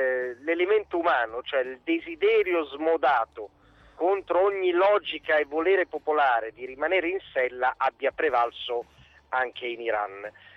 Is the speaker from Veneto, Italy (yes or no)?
no; Genoa, Liguria, Italy; da genovese la coerenza è gratis, quindi non costa nulla